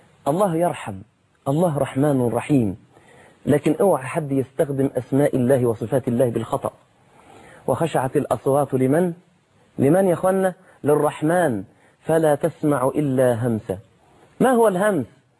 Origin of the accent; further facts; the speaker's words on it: Egypt; عندنا في مصر